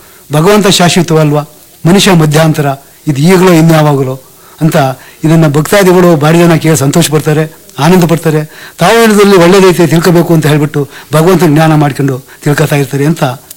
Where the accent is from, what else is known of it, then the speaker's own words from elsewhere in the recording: Kattalli, Karnataka, India; ದುದ್ದಾ ಹೋಬಳಿ, ಕಟ್ಟಳ್ಳಿ ಅಂತ.